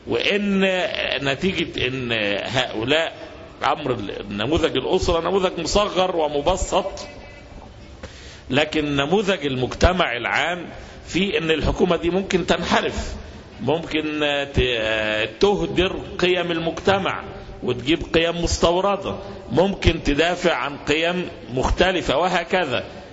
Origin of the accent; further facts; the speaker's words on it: Egypt; يعني احنا عندنا في مصر عندنا زراعة، عندنا شواطئ يعني البحر المتوسط والبحر الاحمر